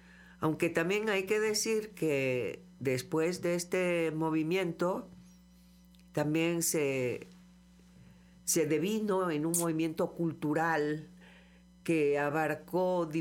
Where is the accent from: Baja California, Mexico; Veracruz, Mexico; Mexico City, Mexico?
Veracruz, Mexico; Cosamaloapan; me tocó estar en Cosamaloapan, Veracruz, de donde yo soy originaria, y allá el movimiento no se dio.